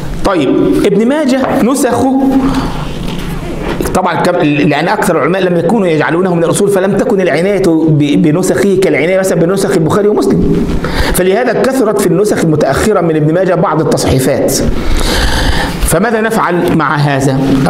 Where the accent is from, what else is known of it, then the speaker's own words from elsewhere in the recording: Egypt; وعندنا في مصر يقول لك العبارة في الشكارة